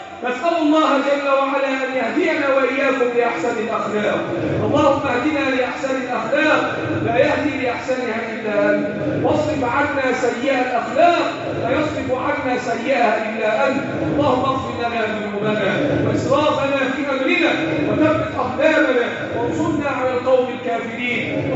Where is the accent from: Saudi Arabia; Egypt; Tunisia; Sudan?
Egypt; اللهم احفظ بلدنا مصر وسائر بلاد